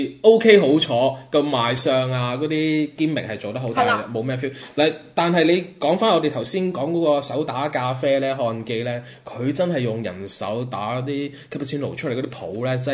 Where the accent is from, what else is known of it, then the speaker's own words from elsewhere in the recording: Macau; 身為澳門人嘅話咧，你睇住呢幾年嘅變化咁大咧